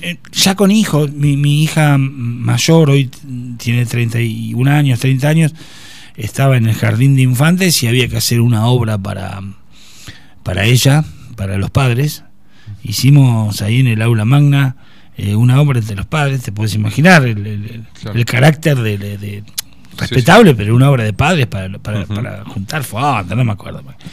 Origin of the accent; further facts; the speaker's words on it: Tandil, Buenos Aires Province, Argentina; Yo soy nacido y criado acá en Tandil.